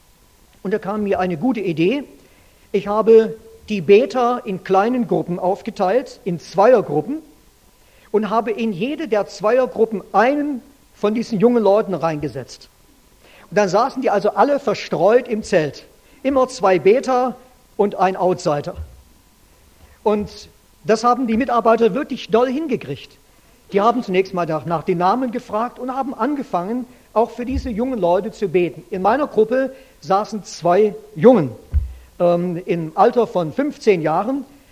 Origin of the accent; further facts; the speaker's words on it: Baden-Württemberg, Germany; Ich komme aus dem Württemberger Land, da sagt man Grüß Gott und nicht Moin Moin.